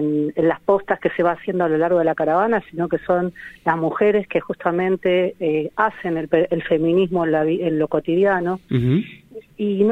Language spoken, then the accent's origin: Spanish; Buenos Aires, Argentina; born there; soy una persona universitaria, que si bien nací en el Bajo Flores